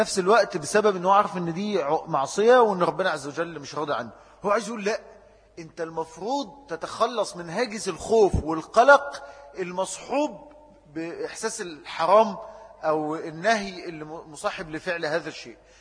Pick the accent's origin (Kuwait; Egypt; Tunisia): Egypt; يعني الفكر الليبرالي لما جه عندنا في مصر